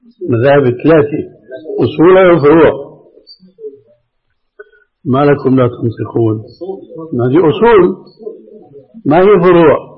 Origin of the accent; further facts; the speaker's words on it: Syria; أما جماهير الناس كما يقولون عندنا في سوريا هاتي لك وامشي